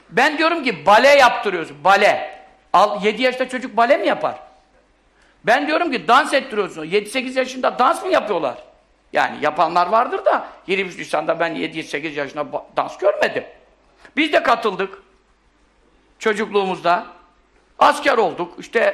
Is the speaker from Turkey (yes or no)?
yes; Görele, Giresun, Turkey; Bizim hep etrafımız hep asker. Bizim Göreleliyiz biz.